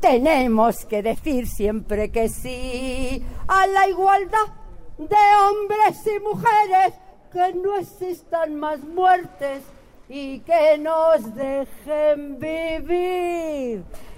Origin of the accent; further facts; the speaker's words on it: Madrid, Community of Madrid, Spain; Soy de La Paz, de todo Madrid, donde me necesitan, ahí estoy